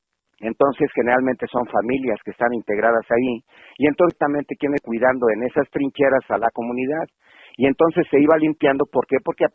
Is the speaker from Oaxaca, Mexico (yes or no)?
no; Michoacán, Mexico; porque somos del estado de Michoacán